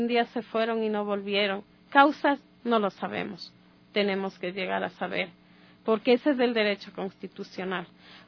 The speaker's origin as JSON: {"language": "Spanish", "country": "Ecuador", "said": "sé cuáles son mis derechos como ecuatoriana"}